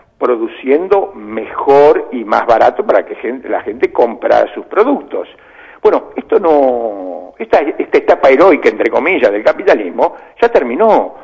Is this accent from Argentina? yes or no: yes; Chivilcoy, Buenos Aires Province, Argentina; Yo también soy medio de allá, porque yo soy de Chivilcoy, de la línea del oeste.